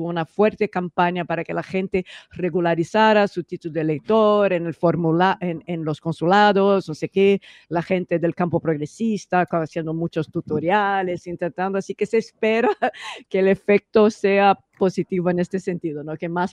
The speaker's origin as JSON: {"language": "Spanish", "country": "Brazil", "second_language": "Spanish", "lives_now": "Barcelona, Spain", "said": "somos dos brasileños viviendo aquí en Barcelona."}